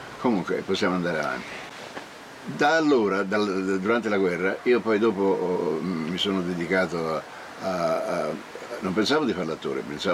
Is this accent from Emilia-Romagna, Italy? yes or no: no; Florence, Tuscany, Italy; now in Rome, Italy; Io non è che sono romano, ma vivo a Roma dallo scoppio della guerra, quindi io poi parlo 4-5 dialetti in modo perfetto. Fiorentino, perché sono fiorentino d'origine.